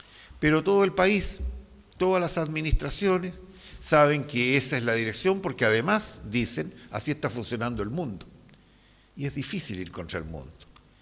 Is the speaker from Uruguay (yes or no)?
no; Chile; Yo tengo la esperanza como chileno de que podemos corregir rumbos